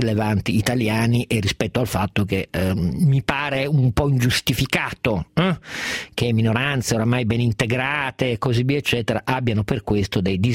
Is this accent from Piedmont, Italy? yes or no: yes; Piedmont, Italy; moved away; lo dico da piemontese trapiantato altrove